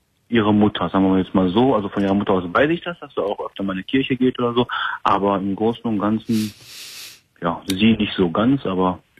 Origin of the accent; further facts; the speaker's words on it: Morocco; ich bin Marokkaner